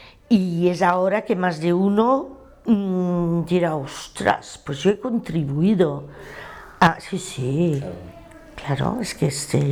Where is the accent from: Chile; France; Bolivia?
France; Saint-Denis, Île-de-France; yo soy del Cinturón Rojo de París, soy de Saint-Denis.